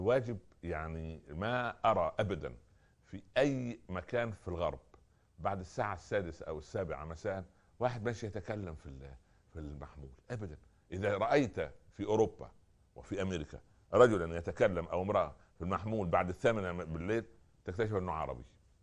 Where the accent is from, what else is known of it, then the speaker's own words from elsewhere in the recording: Upper Egypt, Egypt; أنا أذكر في بداية الستينات لما نزل التلفزيون عندنا في الصعيد وكان الأقارب يأتون لزيارتنا